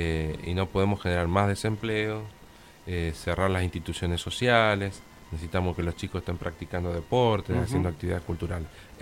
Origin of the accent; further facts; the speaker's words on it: Guaymallén, Mendoza, Argentina; como en el caso nuestro que somos de Guaymallén.